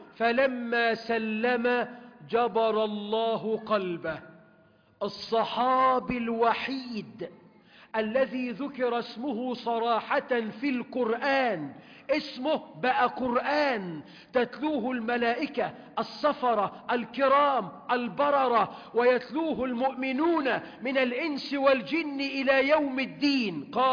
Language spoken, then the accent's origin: Arabic; Egypt; اللهم واجعل بلدنا مصر أمنا أمانا